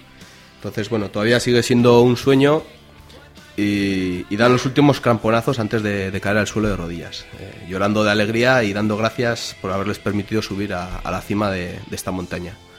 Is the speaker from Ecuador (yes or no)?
no; Aoiz, Navarre, Spain; La familia, los amigos de Berriozar, la gente de mi pueblo, Aoiz.